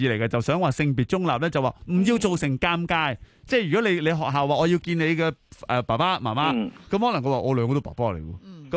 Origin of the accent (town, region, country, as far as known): Hong Kong